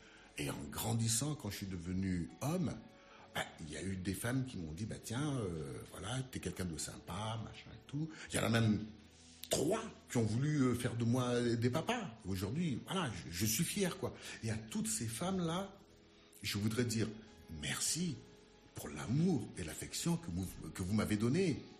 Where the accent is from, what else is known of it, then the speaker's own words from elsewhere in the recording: Central African Republic; moved away; also born or lived in Madagascar; je le tiens un peu de mon pays d'origine, la Centrafrique. Puisque là-bas, on écoutait surtout de la musique française... Puisque nous étions dans une colonie française.